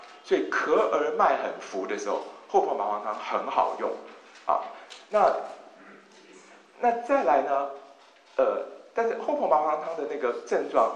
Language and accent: Chinese; China; 我们中国人当然有发明偷吃布啦